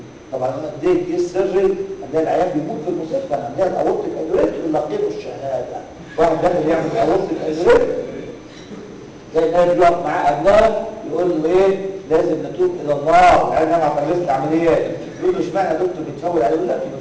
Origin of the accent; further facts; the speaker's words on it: Egypt; عندنا في مصر الطريقه الرسميه اللي بتتعمل هي الاوبن